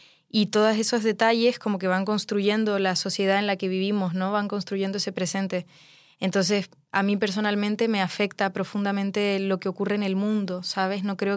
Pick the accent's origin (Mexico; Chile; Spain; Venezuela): Chile; moved away; El hecho de que yo pueda estar en esta ciudad siendo chilena, siendo migrante y dedicarme a la música